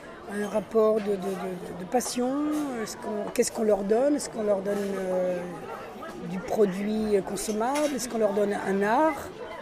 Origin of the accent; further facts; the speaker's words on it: Spain; Je suis un espagnol.